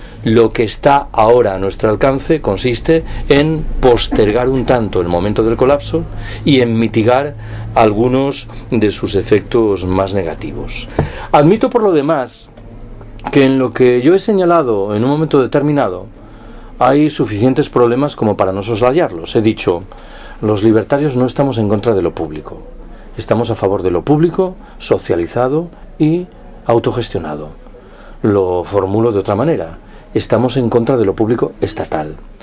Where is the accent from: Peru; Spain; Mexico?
Spain; Galicia; Yo soy gallego, ¿eh? Que nadie se mosquee.